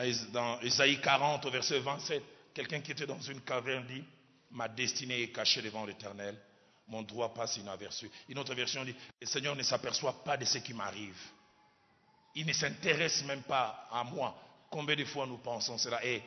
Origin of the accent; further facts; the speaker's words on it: Kinshasa, DR Congo; Chez moi, à Kinshasa, il y a beaucoup de maisons achevées.